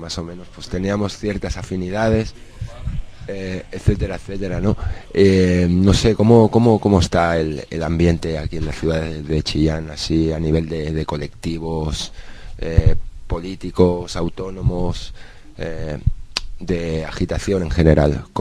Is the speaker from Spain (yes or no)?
yes; Spain; nosotros venimos del Estado español, hay mucha distancia entre Chile